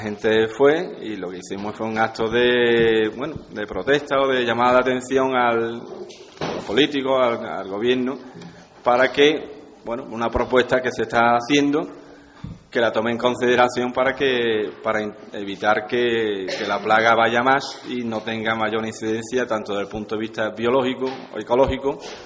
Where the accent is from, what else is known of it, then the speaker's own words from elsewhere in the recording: Ubrique, Andalusia, Spain; Aunque mis padres no eran de aquí, de Ubrique, pero yo soy, he nacido y me he criado aquí en Ubrique.